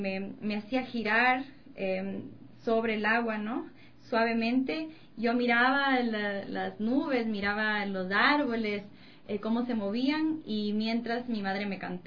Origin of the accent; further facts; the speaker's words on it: Amazon, Ecuador; also born or lived in Latacunga; Yo nací en La Tacunga, en Cotopaxi, y de ahí, bien pequeñita, mis padres me llevaron a la Amazonía. Ahí me crié